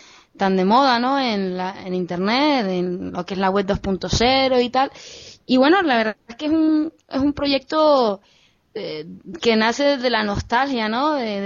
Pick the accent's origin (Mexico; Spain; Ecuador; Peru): Spain; Canary Islands; moved away; para la gente que vivimos fuera de las islas, que somos canarios, pero que vivimos fuera de las islas